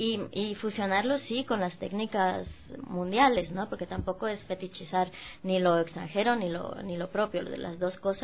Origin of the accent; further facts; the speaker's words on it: Ecuador; enfrentarme a la danza ecuatoriana, digo, me parece como... Y lógico que haya tanta riqueza en mi país